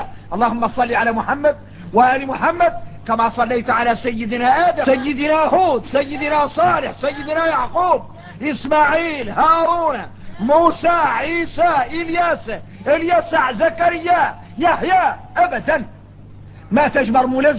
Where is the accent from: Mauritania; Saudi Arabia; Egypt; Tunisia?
Mauritania; احنا درك موريتاني عندنا فهم عن مولانا خاص